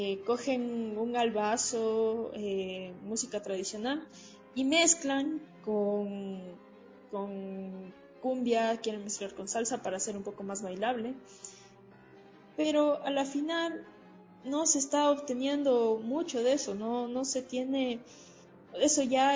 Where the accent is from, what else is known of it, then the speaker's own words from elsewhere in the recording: Riobamba, Chimborazo, Ecuador; yo por ejemplo soy de Riobamba, si yo quiero experimentar, debo conocer al 100% lo que quiero romper